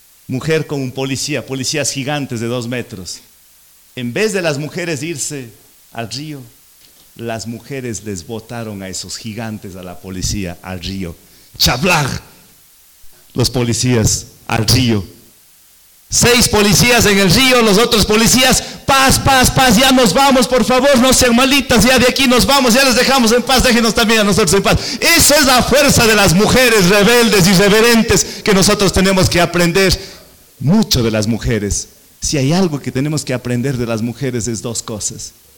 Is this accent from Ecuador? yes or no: yes; Cuenca, Azuay, Ecuador; más frío que aquí en el Pasto, donde mi tierra en Cuenca